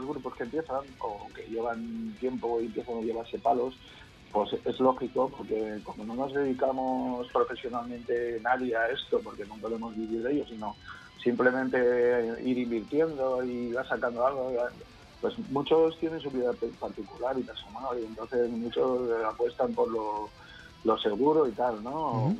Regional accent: Valencian Community, Spain; somos valencianos, ¿no?, un barrio de Madrid

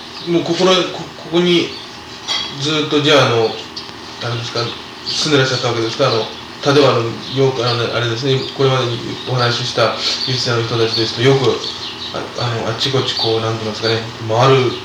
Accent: Niigata, Japan; born there; now in Tokyo, Japan; 僕はあの新潟の生まれで農家なんですよ、やっぱりね。僕の場合はちょっと逆なんですよね。あの農家のそういう仕事をしてて東京に出てきて

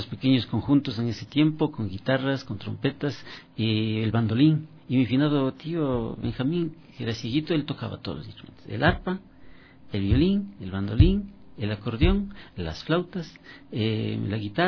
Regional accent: Chimborazo, Ecuador; yo procedo de provincia de Chimborazo

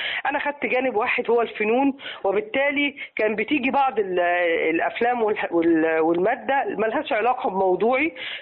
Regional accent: Egypt; وخلت لهجتنا لما بتروح أي دولة

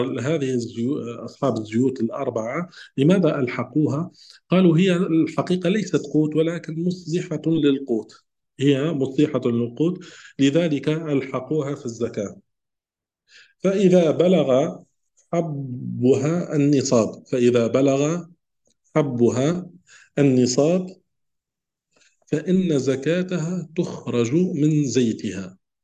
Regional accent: Tunisia; نحن عندنا في تونس نملح الزيتون

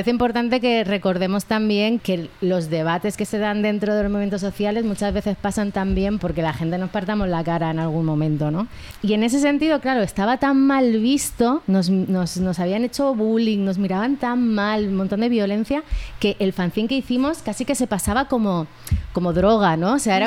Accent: Andalusia, Spain; ya es que en Barcelona, ¿no? De como andaluza

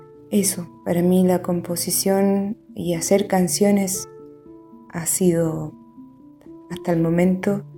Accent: Chile; now in Mendoza, Argentina; Soy cantautora chilena. Ahora resido en Mendoza, acá en Argentina.

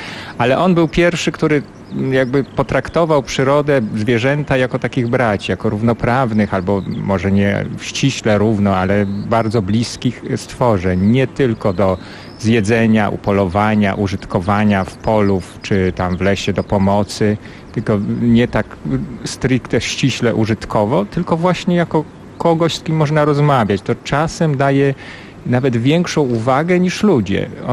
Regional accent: Bielsk Podlaski, Podlaskie Voivodeship, Poland; Pochodzę z małego miasta na Podlasiu, Bielsk-Podlaski. I to były czas mojego świadomego dzieciństwa, to są lata 80.

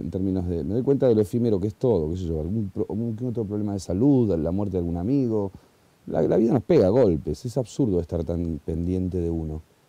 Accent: Argentina; además soy argentino

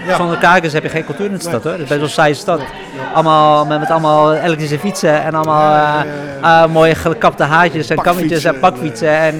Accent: Amsterdam, North Holland, Netherlands; Ik ben zelf Amsterdamse. Achterhoor in Noord. Ja, daar is niks meer van over.

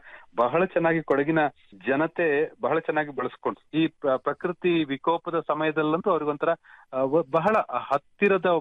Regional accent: Madikeri, Karnataka, India; ಮಡಿಕೇರಿ ನನ್ನ ಊರು, ಮಡಿಕೇರಿ ಆಕಾಶವಾಣಿಯಲ್ಲೂ ಕೆಲಸ ಮಾಡಿದ ಅನುಭವ ಇತ್ತು.

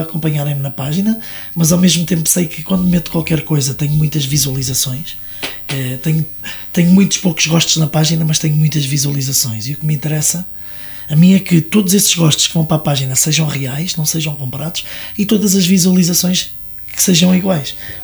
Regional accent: Leiria, Portugal; tenho em Leiria, que é a minha terra.

